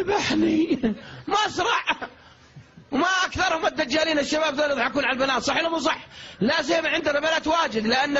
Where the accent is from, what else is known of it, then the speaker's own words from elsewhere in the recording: Riyadh, Riyadh Province, Saudi Arabia; واحد عندنا في الرياض يستحي يستحي مرة